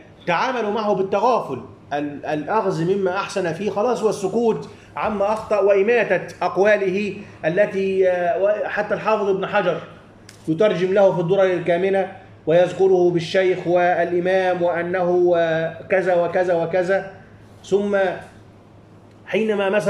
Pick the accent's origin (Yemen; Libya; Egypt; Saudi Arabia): Egypt; ورغم كل هذا أنا دائما ما أقول عندنا في مصر